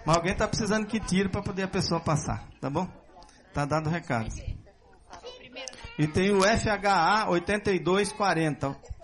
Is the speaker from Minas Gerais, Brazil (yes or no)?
no; Patamuté, Bahia, Brazil; Eu ganhei uma lata de doce. de goiabada, lá na minha terra, lá em Patamuté.